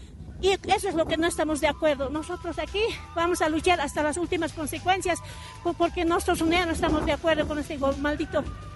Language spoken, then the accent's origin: Spanish; Bolivia; nosotros como bolivianos no somos como ellos piensan, no somos tontos para no darnos cuenta